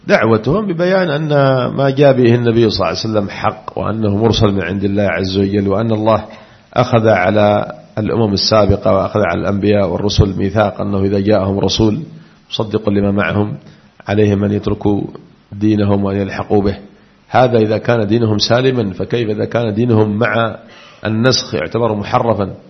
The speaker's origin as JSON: {"language": "Arabic", "region": "Aden", "country": "Yemen", "said": "وقد أثيرت مسألة عندنا في عدن في بعض المناطق"}